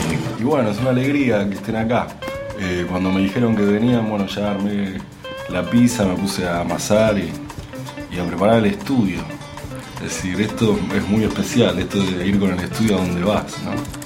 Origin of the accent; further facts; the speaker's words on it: Lomas, Buenos Aires, Argentina; Yo me crié en Lomas, en un barrio parecido, con calles de adoquines, muy tranquilo.